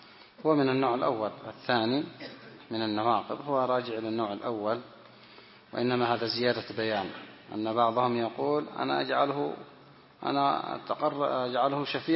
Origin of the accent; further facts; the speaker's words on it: Yemen; هذا من أجهل الناس، موجود عندنا في اليمن